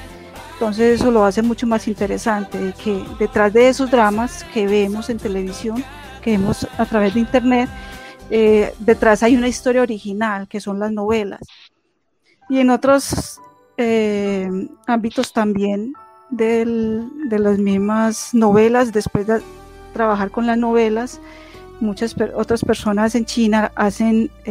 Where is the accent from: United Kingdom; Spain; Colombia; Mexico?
Colombia; yo soy de Colombia.